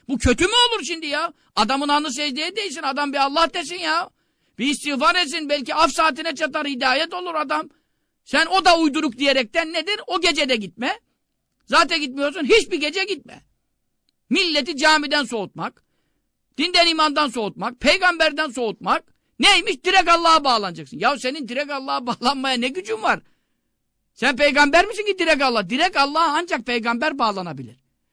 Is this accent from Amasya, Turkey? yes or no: no; Görele, Giresun, Turkey; Ama bak ben Karadenizliyim. Göreleliyim.